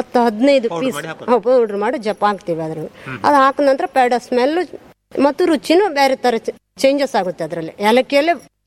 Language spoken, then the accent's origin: Kannada; Honnavar, Karnataka, India; ಹೊನ್ನಾವರದವರೇ sir. ನಾವು ಮೂಲತಃ ಅಂದ್ರೆ ನಮ್ಮನೆಯವರು ಅದ್ರ ಮುಂಚೆ ಎಲ್ಲ ಊರಲ್ಲಿ ಎಲ್ಲ ಬಾಡಿಗೆ ಇದ್ದಿದ್ರು. ಹೊನ್ನಾವರದಲ್ಲಿ ಬಾಡಿಗೆ ಇದ್ದಿದ್ರು. ನಾನು ಹೊನ್ನಾವರದವಳೆ ಮೂಲತಃ ತಾಯಿ ಮನೆ.